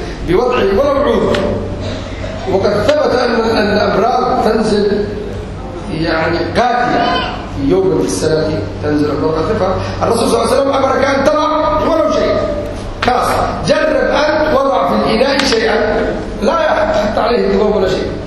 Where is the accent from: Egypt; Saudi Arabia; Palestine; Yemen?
Yemen; accent: Yemeni; أنا دائما أتكلم باللهجة اليمنية غالبا تغلب علي اللهجة اليمنية